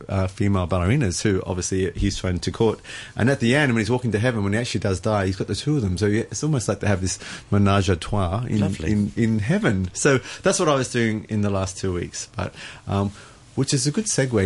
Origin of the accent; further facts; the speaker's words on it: Australia; You can tell I'm from Australia. We pronounce things phonetically.